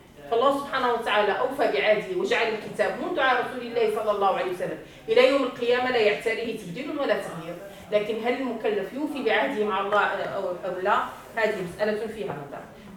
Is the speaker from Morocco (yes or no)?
yes; Morocco; وإنما يدعى القرآن في الليلة الأولى عندنا في المغرب